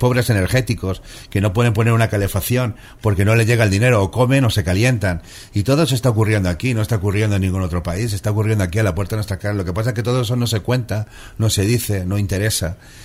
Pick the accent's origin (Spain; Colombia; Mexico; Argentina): Spain; porque parezco sudamericano, me han pedido el carnet varias veces. Sí. Y yo tenía que decir, no, soy español